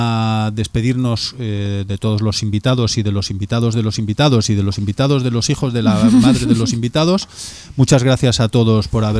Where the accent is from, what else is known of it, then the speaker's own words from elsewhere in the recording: Vigo, Galicia, Spain; como nosotros somos de Vigo y nosotros somos irreverentes